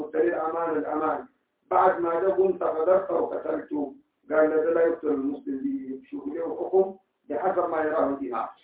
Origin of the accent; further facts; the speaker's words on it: Sudan; حتى الآن عندنا في السودان